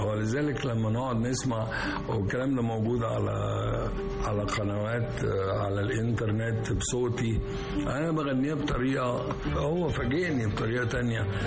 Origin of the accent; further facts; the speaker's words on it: Egypt; لكن إحنا من مصر تسرب إلينا بشكل جميل.